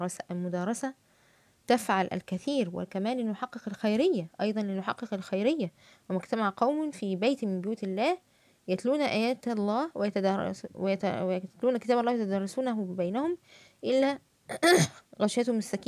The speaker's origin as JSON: {"language": "Arabic", "country": "Egypt", "accent": "Egyptian colloquial Arabic", "said": "في الفيسبوك قد أظهر في فيديو وأتحدث باللهجة العامية المصرية"}